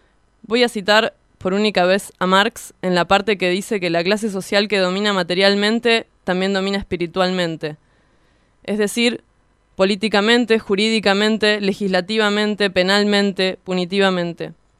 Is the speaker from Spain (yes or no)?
no; Hurlingham, Buenos Aires Province, Argentina; Estamos en Radionauta 106.3. … de Hurlingham.